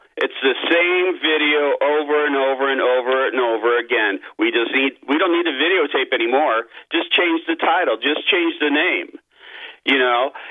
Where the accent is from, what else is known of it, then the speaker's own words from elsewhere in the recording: Chicago, Illinois, United States; and I grew up in Chicago. I was born in Chicago and then moved to California. So I've got the best of both worlds